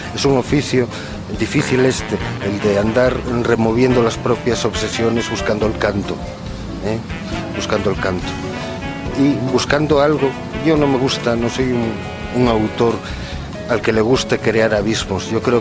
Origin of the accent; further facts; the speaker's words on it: Asturias, Spain; accent: Asturian; first language Asturian; soy asturiano hablante porque es mi lengua materna, pero el español también es mi lengua. Si algo me siento, es hispano.